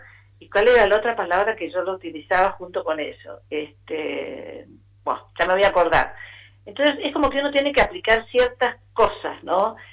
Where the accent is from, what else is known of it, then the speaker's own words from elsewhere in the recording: Buenos Aires, Argentina; en el colegio al que asistí, en Buenos Aires, porque yo soy de Buenos Aires.